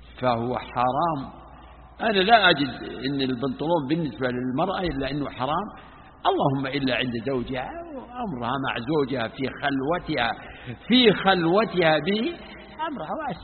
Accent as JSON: {"language": "Arabic", "region": "Najd", "country": "Saudi Arabia", "said": "فيه نوع من صيد البر اسمه عندنا في نجد اسمه الوضيحي"}